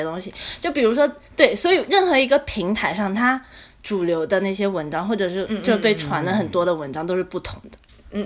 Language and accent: Chinese; Nanjing, Jiangsu, China; 然后我是南京人